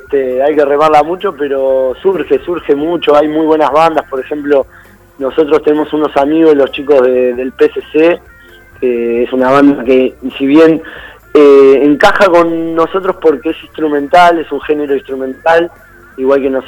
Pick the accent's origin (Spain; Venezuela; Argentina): Argentina; Mar del Plata, Buenos Aires Province; nosotros somos oriundos de Mar del Plata, así que estamos en una mini gira acá por la ciudad de Buenos Aires